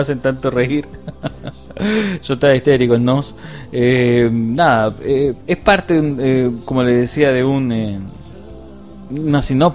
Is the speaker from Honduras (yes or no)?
no; Chile; Sí, somos muchos. ¿Usted le parece que somos pocos? No, somos muchos. Somos muchos chilenos.